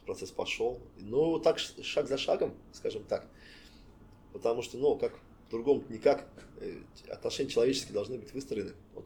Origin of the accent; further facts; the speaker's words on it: Kazan, Tatarstan, Russia; я из Казани. Я еще не был в республике, я же в республике стал через год